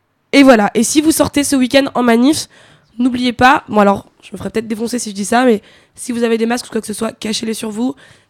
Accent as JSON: {"language": "French", "town": "Nanterre", "region": "Île-de-France", "country": "France", "said": "alors moi je suis de Nanterre"}